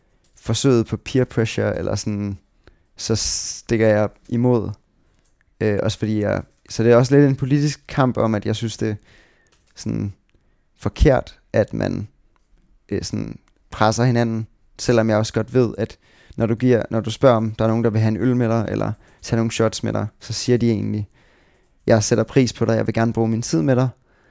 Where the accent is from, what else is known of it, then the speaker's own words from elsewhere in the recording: Tårnby, Capital Region of Denmark, Denmark; also born or lived in Sweden / Dragør; jeg voksede op i på Amager faktisk, eller sådan, ja, vi startede med at bo i sådan Tårnby, og så tog vi faktisk til Sverige efter det første år, og så boede jeg i Sverige i 2 år